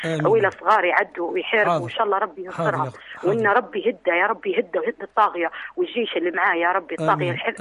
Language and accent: Arabic; Benghazi, Libya; نحن عرب بنغازي